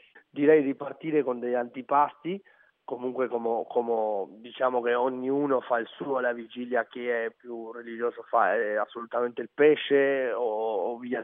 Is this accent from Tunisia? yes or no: no; Uruguay; quando vado in Uruguay, alla mia terra, alla mia casa